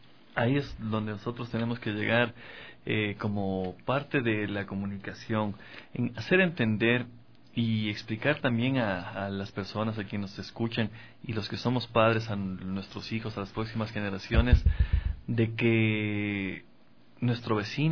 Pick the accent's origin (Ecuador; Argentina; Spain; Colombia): Ecuador; similar a la situación que en algún momento nosotros también como ecuatorianos lo vivimos